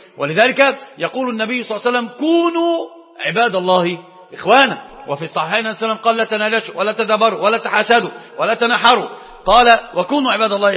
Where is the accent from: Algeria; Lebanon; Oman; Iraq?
Iraq; طبعا دي مش مثل المفتاح عندنا في العراق من الإمام